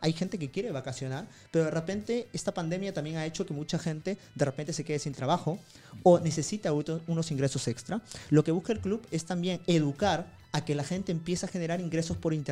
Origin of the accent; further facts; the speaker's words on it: Peru; yo vengo de Perú, y ¿cuánta gente de Perú viaja?